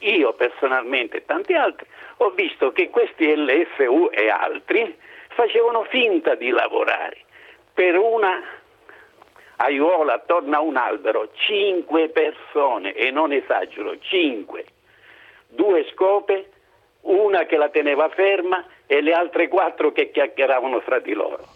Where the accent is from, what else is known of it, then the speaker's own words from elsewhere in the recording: Sicily, Italy; Io anch'io sono siciliano.